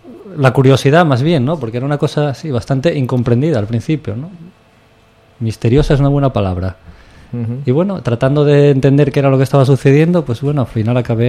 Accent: Gijón, Asturias, Spain; born there; now in Quintueles, Spain; En Gijón, exactamente. Aunque ahora vivo en Quintueles, Villa Viciosa. Ya no Gijón, pero bueno.

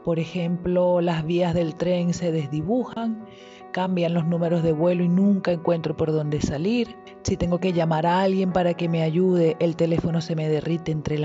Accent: Venezuela; No sé bien si estoy en mi pueblo, en Venezuela.

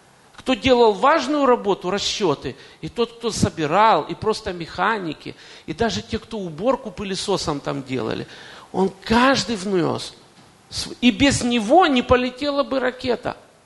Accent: Kyiv, Ukraine; несмотря на то, что я коренной киевлянин, там родился и вырос

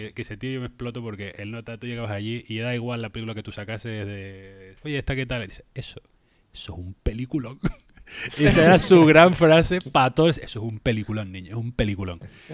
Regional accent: Santa Cruz de La Palma, Canary Islands, Spain; Yo soy de La Palma y de Santa Cruz de La Palma

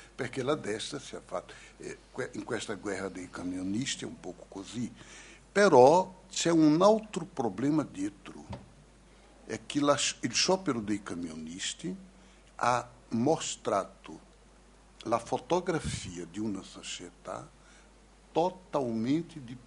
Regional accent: Recife, Pernambuco, Brazil; Italian is a second language; almeno io non sono di São Paulo, sono di Recife

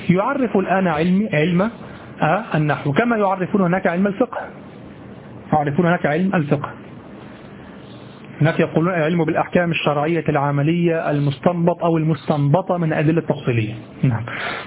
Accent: Egypt; accent: Egyptian; وبضم الحاء في لهجتنا المصرية يكون صوتها مهينا جدا

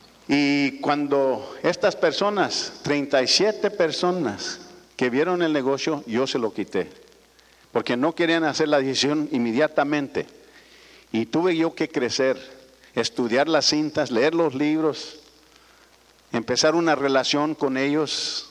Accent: Nebraska, United States; born there; Yo nací en Nebraska, en medio del Betabel, ahí en el Betabel, en la Pisca.

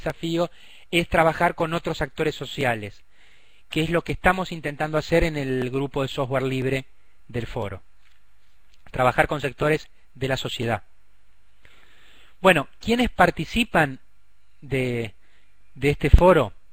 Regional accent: Argentina; nosotros somos Argentina, es un estado federal

